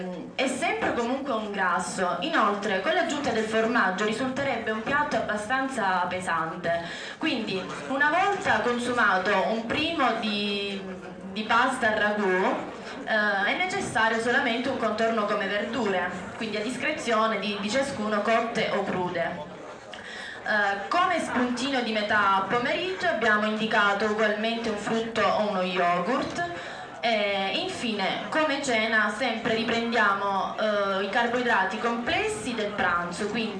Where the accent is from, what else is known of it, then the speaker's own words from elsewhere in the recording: Manduria, Apulia, Italy; vengo dalla Puglia, in particolare Manduria, provincia di Taranto.